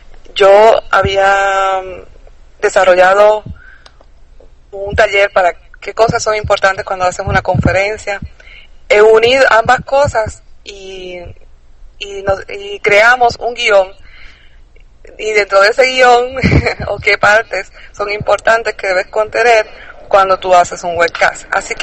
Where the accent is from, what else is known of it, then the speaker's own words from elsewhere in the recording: Puerto Rico; Yo soy acá de Puerto Rico